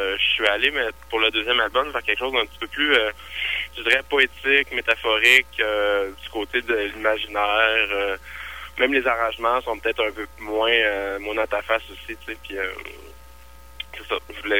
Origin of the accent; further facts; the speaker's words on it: Quebec, Canada; vu que je suis québécois puis je suis francophone